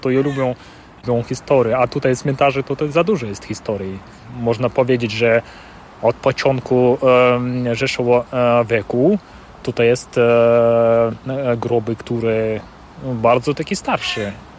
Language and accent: Polish; Siberia, Russia; Polish is a second language; now in Poland; A jestem z Rosji, jestem z centrum Syberii.